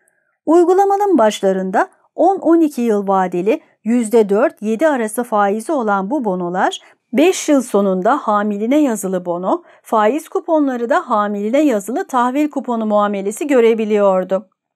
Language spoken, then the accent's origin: Turkish; Gaziantep, Turkey; Sanıyorum aile Ağustos sonu Eylül başı gibi Gaziantep'e taşınıyor. Yani Gaziantep'e taşındığımızda ben henüz 4 aylık bir bebeğim.